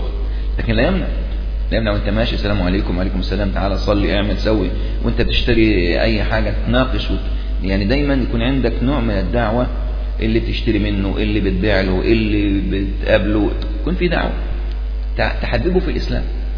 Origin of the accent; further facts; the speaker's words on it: Upper Egypt, Egypt; طبعا عندنا في الصعيد جماعة جامدين